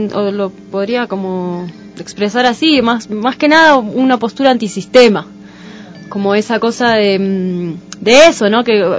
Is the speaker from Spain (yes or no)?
no; Argentina; soy argentina